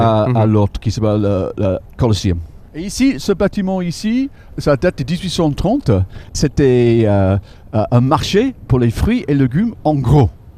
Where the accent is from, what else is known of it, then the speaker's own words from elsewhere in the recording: England, United Kingdom; French is a second language; Je suis un des Anglais qui ne va pas en principe à